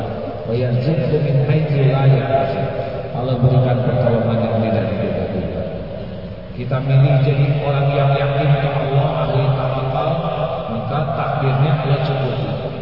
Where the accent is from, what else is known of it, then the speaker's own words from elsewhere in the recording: Indonesia; born there; Saya lahir dari orang tua yang mana tidak milih. Saya lahir di Indonesia tidak milih.